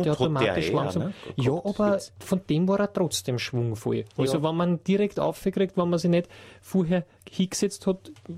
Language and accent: German; Vienna, Austria; Wir sind auch aus Wien, ja.